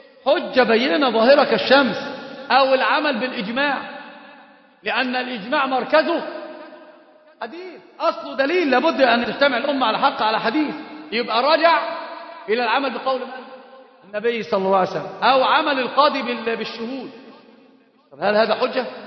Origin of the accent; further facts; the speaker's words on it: Egypt; وطبعا عندنا في مصر مشهورة جدا علقها في رقبة عالم